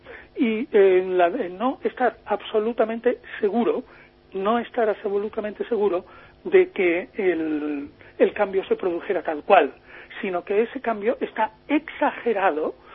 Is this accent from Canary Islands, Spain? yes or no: no; Chipiona, Andalusia, Spain; now in Madrid, Spain; porque yo soy de Chipiona